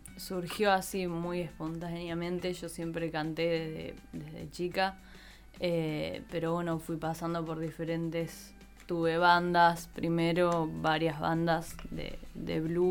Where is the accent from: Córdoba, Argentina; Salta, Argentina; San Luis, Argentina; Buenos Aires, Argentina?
Buenos Aires, Argentina; Viví en Buenos Aires, soy de Buenos Aires, y ahora, bueno, hace tiempo que ya dejé de vivir allá, así que ahora estoy como bastante nómade.